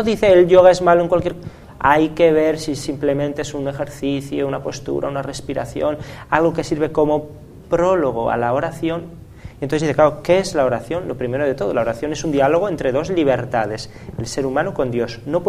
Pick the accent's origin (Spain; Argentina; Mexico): Spain; yo como español tengo que citarla